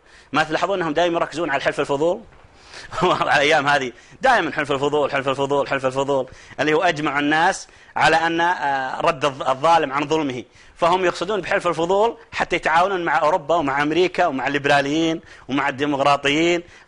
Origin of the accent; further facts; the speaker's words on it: Saudi Arabia; لأن احنا عندنا في السعودية في عندنا ولاية عهد